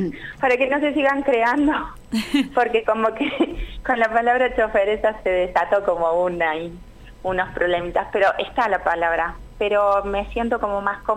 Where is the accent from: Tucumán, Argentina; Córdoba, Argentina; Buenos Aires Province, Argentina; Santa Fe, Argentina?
Córdoba, Argentina; La verdad que yo soy de Córdoba